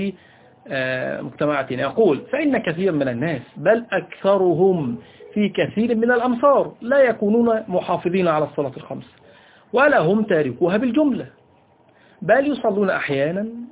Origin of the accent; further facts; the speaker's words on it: Egypt; وهذا أمر على فكرة منتشر فيه على الأقل عندنا في مصر